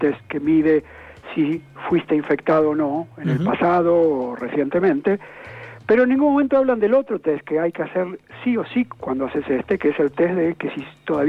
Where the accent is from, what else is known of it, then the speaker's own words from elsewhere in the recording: Argentina; Honestamente, como argentino